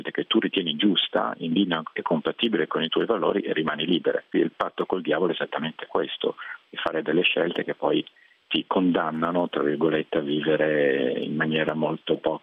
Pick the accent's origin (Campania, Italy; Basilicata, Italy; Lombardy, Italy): Lombardy, Italy; Milan; moved away; Io non abito, sono italiano ovviamente, ma non abito in Italia dal 92, quindi insomma è da molti anni che non vivo nel mio paese, io sono di Milano, e italiano ovviamente